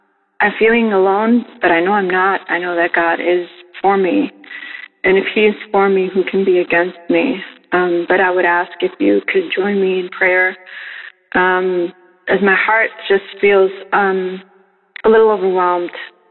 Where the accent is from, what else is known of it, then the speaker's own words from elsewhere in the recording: New York, United States; I'm from New York, the Bronx.